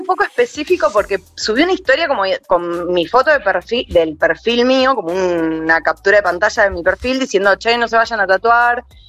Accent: La Plata, Buenos Aires Province, Argentina; Sí, perfecto, soy de La Plata.

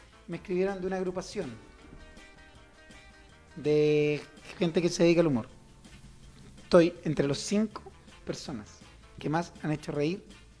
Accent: Chile; Así somos los chilenos, somos chaqueteros.

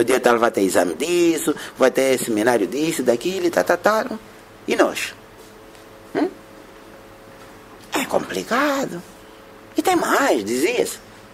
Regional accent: Angola; Somos tão influenciáveis nós, os angolanos, né?

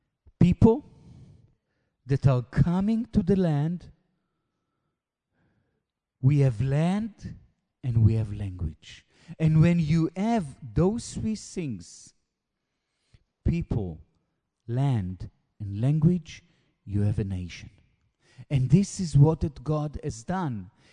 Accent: Israel; first language Hebrew; English is a second language; Look, it's difficult for me to speak in English. It's not my mother tongue. I like and I know how to speak in Hebrew much, much better.

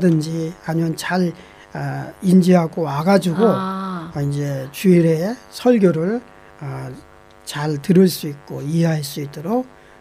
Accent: South Korea; now in New Zealand; 사실은 굉장히 저도 한국 사람이고

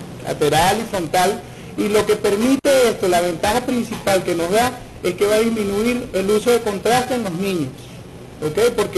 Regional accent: Táchira, Venezuela; De la gruta Estado Táchira.

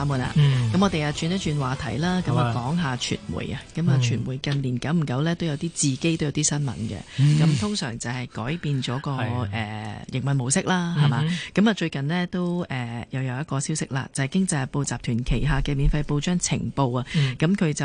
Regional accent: Hong Kong; 我哋都系香港人嚟嘅

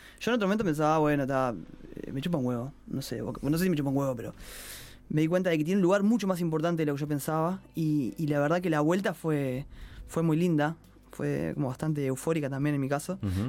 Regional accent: Montevideo, Uruguay; pasa que yo soy de Lezica y soy medio como muy canario con los barrios.

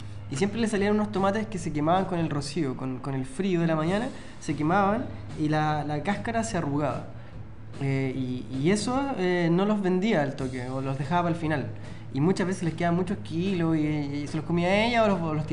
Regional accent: Rancagua, O'Higgins, Chile; De hecho, ahora me acordé en Rancagua, en mi ciudad natal

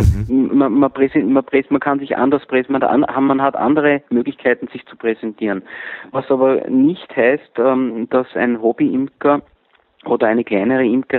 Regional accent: Vienna, Austria; born there; now in Attersee, Austria; 48 Jahre alt, geboren in Wien

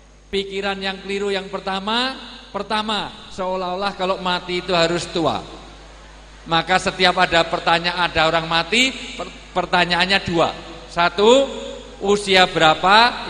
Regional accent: Java, Indonesia; Karena saya orang Jawa, dalam tradisi Jawa orang tua disebut sepuh.

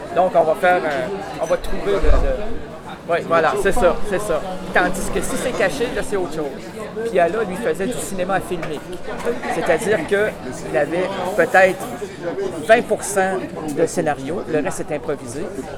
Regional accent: Quebec City, Quebec, Canada; Moi, je viens de Québec.

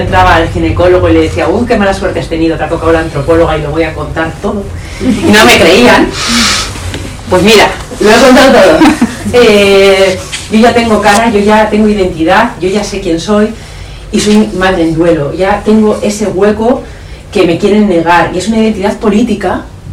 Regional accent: Bilbao, Basque Country, Spain; yo soy de Bilbao, entonces esto es la realidad

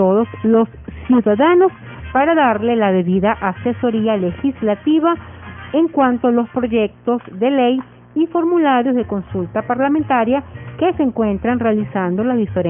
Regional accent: Venezuela; los derechos que tenemos como venezolanos

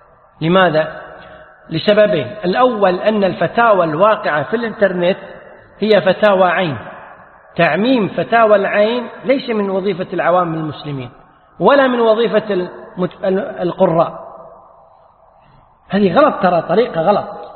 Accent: Kuwait; يسأل العلماء، عندنا في الكويت الحمد لله هي الفتوى موجودة

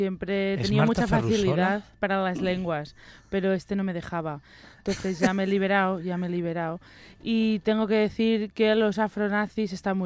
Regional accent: Catalonia, Spain; Y todo esto lo digo yo, que soy catalana

